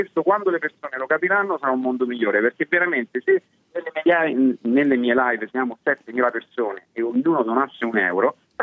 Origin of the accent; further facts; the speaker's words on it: Rome, Lazio, Italy; Io sono di Roma